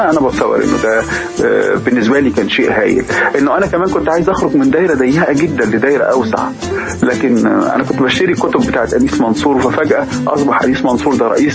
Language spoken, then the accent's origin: Arabic; Alexandria, Alexandria Governorate, Egypt; احنا عندنا في اسكندريه لما مثلا احنا كنا نروح البحر